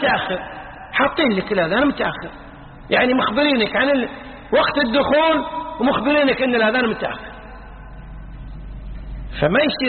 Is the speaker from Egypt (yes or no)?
no; Kuwait; يعني مثلا عندنا بالكويت توقيت موضوع من أول سنة 86